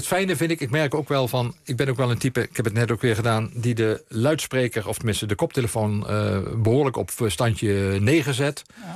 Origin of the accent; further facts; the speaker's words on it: Limburg, Netherlands; also born or lived in East Groningen; Ik kom zelf uit Limburg en dan...